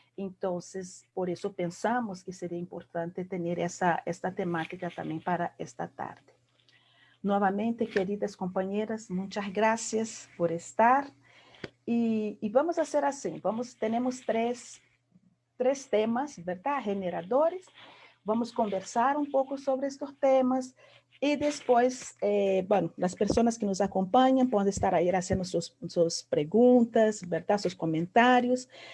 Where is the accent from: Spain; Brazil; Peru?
Brazil; Spanish is a second language; now in Costa Rica; soy brasileña, ya con muchos años de vivir aquí en Costa Rica